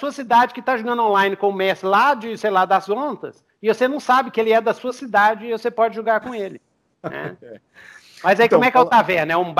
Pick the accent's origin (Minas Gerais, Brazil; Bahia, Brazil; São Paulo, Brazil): Minas Gerais, Brazil; Belo Horizonte; não é pra quem é da roça, que nem eu, que sou de Belzonte.